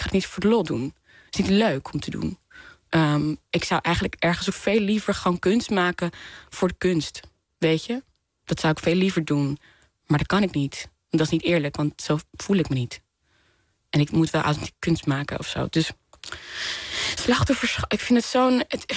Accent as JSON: {"language": "Dutch", "country": "Netherlands", "said": "Vooral als Nederlanders, wij geloven allemaal dat we individuen zijn, dat we alles, maakbaarheid en zo, maar eigenlijk is het helemaal niet zo."}